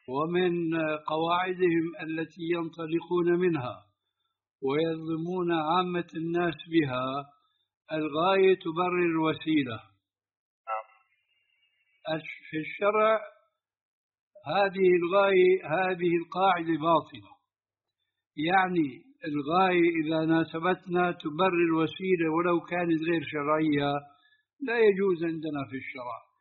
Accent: Jordan; هذا يعني المعامله موجوده عندنا في الاردن

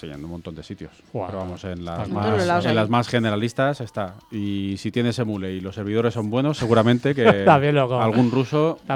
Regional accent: Valencian Community, Spain; Yo que soy valenciano

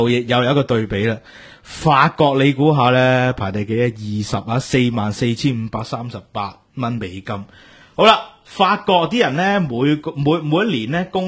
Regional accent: Hong Kong; 我即系作为一个香港人，噏唔出咯。

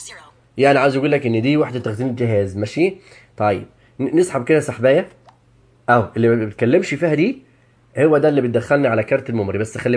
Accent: Egypt; الاذان المعروف يعني عندنا في مصر.

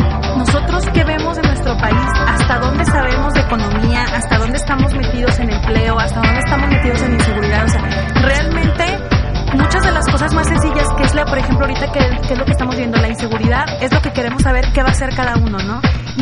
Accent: Mexico; nos falta como mexicanos, como cultura, como sociedad, esa parte

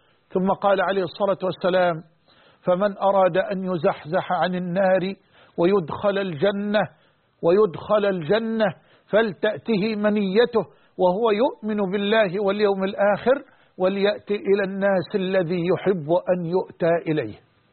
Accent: Egypt; وأن يحفظ بلدنا مصر

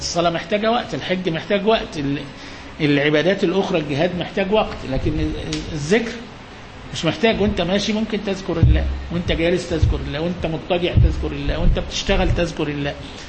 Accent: Egypt; يعني دقيقتين في عمرنا احنا حتى كمصريين ما لهمش قيمة

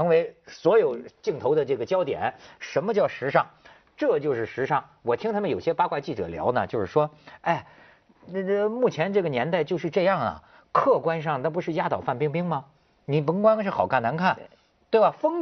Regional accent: China; 你知道现在我们大陆人聊一个什么话题啊？

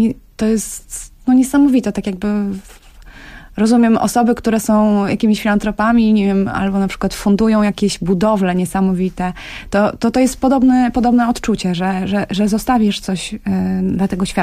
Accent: Warsaw, Masovian Voivodeship, Poland; ja z Warszawy

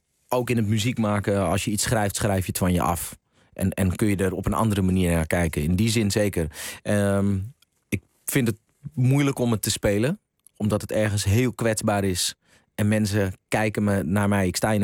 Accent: Netherlands; Nederland en de plek waar ik ben opgegroeid, dat was mijn thuis.

